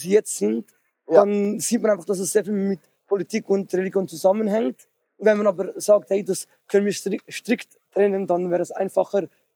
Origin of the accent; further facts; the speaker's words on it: Switzerland; Kommen wir aus der Schweiz.